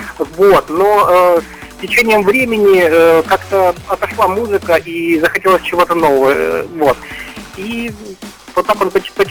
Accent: Kyiv, Ukraine; Я родом из Киева, но мои родители, они из Нижнего Новгорода. Вот, и у меня там полным-полно родственников.

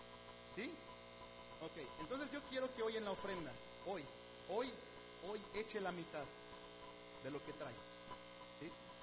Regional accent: Mexico; Es un problema que como mexicanos tenemos en nuestros gobiernos, hermano.

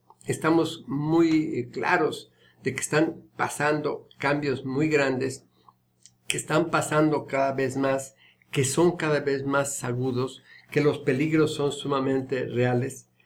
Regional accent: San Pablo Etla, Oaxaca, Mexico; En mi pueblo, en San Pablo Etla

